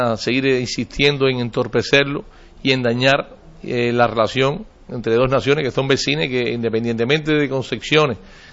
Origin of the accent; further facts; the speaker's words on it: Cuba; Nosotros hemos meditado, lógicamente, como todo cubano, todo latinoamericano